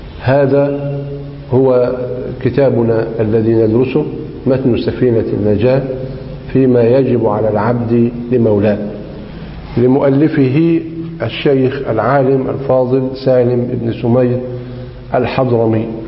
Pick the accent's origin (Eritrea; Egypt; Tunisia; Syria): Egypt; لذلك هو مذهب غالب في بلدنا مصر